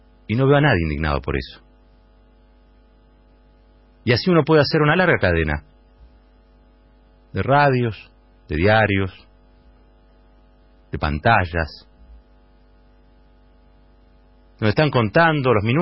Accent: Argentina; Me avergüenza como argentino que hayamos llegado a esta situación.

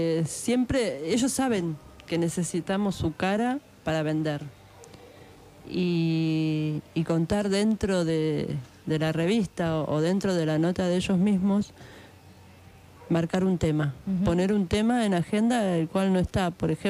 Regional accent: Buenos Aires, Argentina; en nuestros barrios, en Capital, yo soy de Buenos Aires, la verdad que en las villas de allá se ve mucho la droga.

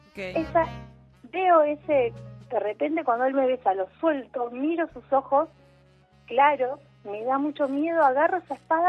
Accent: Rafael Castillo, Buenos Aires Province, Argentina; soy de Rafael Castillo.

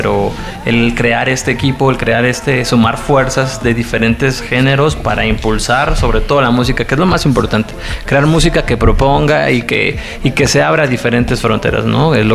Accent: Mexico; he batallado para poder conseguir un espacio en mi país, en México

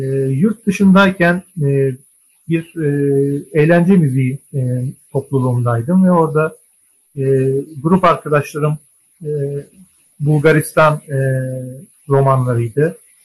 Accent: Ankara, Turkey; Aslında benim Kafkas ya da bir de Balkan bağlantım yok. Doğma büyüme Ankaralıyım. Annem Erzurumlu, babam Elazığlı.

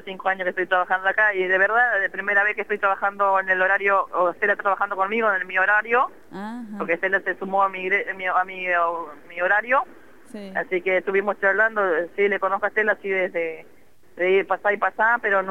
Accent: Misiones, Argentina; now in Buenos Aires, Argentina; Sí, soy de Misiones.

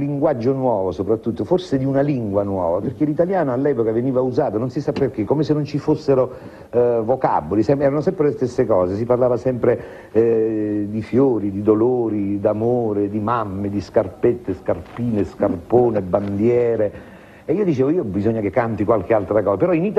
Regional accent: San Pietro Vernotico, Apulia, Italy; io ho un'altra lingua, che è la lingua mia, la lingua del mio paese, delle Puglie, di San Pietro Vernotico, che rassomiglia molto al siciliano

